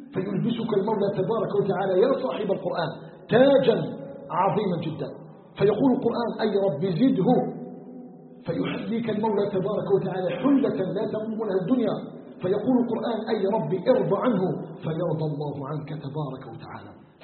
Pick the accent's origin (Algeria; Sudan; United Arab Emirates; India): Algeria; نسأله سبحانه أن يجعل بلدنا الجزائر بلدا آمنا مطمئنا